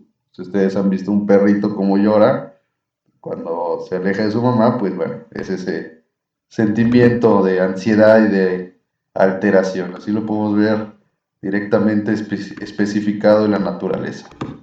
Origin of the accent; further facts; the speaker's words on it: Mexico; como buen pueblo mexicano, aguantamos todos